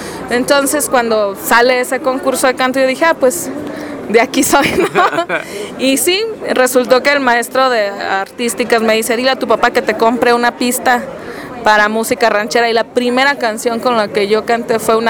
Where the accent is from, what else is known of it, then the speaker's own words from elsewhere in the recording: Francisco I. Madero, Coahuila, Mexico; yo soy de un pueblo, bueno, ya es ciudad ahorita, de una ciudad que está cerca de Torreón, Coahuila, que se llama Francisco y Madero. Entonces es una ciudad pequeña. Entonces ahí yo viví hasta los 17 años